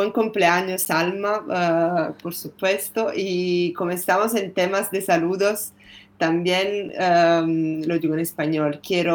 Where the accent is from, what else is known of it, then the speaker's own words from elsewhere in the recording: Argentina; io sono argentino, con una madre cilena, padre napoletano. Abbiamo vissuto a Praiano, un paese vicino a Napoli, per 2 anni.